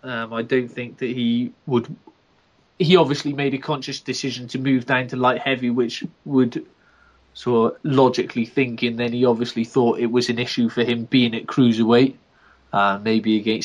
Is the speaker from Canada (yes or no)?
no; Wales, United Kingdom; as a fan, as a Welshman, I was very nervous for Enzo going in to fight Bramer.